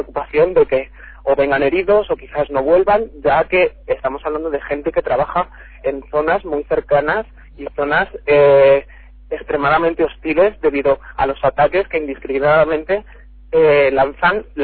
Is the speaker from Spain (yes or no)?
yes; Castile, Spain; acabo de llegar ahora mismo al estado, como bien dices, a Castilla, a mi pueblo